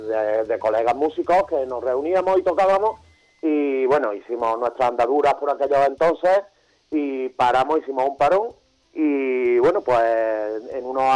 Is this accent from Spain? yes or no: yes; Córdoba, Andalusia, Spain; De Córdoba, Córdoba.